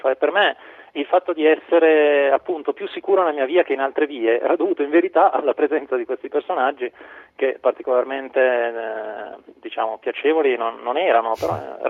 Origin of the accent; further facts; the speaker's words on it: Milan, Lombardy, Italy; also born or lived in Naples; io cresciuto a Milano, sempre imbevuto di ideali democratici